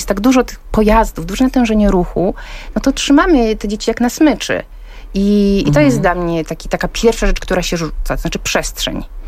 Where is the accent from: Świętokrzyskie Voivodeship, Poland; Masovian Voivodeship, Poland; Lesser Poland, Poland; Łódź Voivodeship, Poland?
Świętokrzyskie Voivodeship, Poland; Połaniec; No ja jestem z Połańca, z małej miejscowości Świętokrzyskiej, więc jakby wychowywałam się pod blokiem